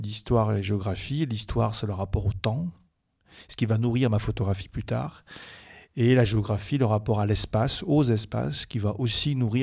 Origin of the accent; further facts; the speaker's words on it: Brive-la-Gaillarde, Nouvelle-Aquitaine, France; c'est vrai que moi, je suis originaire de Corrèze, de Brive exactement.